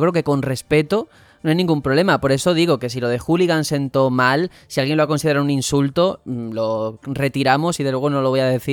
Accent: Mexico; pero así somos los mexicanos. De todo se hace fiesta aquí

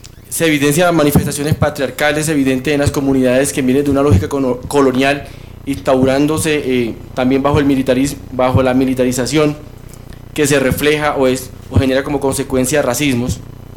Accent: Colombia; para que nosotros como colombianos hagamos un balance

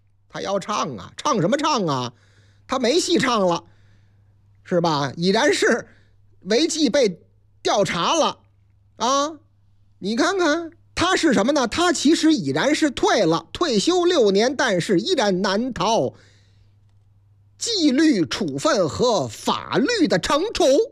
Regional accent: Henan, China; 我老家河南呐，河南的建成

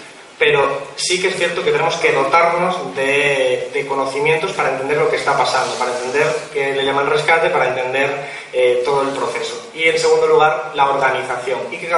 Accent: Málaga, Andalusia, Spain; Yo vengo de Málaga, 40% de paro en términos generales

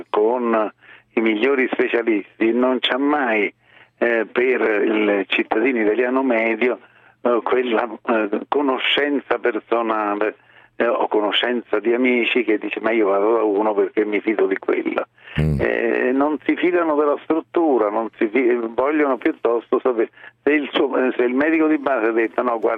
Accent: Rome, Lazio, Italy; io sono romano, ma se io penso a Roma

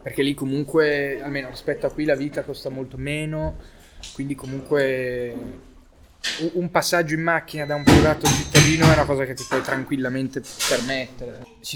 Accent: Milan, Lombardy, Italy; Io sono nato a Milano, ho vissuto a Milano.

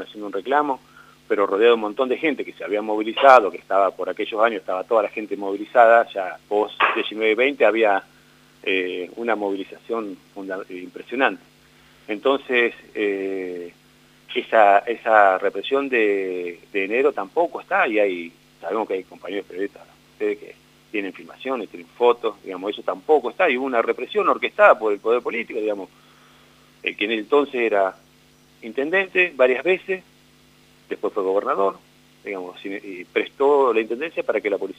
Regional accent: Buenos Aires, Argentina; yo vengo de afuera, vengo de la provincia de Buenos Aires, entonces no conocía los barrios mucho de la ciudad

